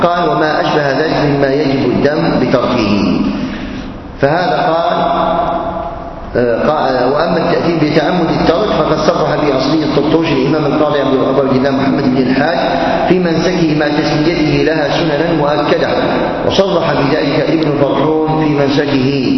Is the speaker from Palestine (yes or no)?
no; Algeria; مجلة تصدر عندنا في الجزائر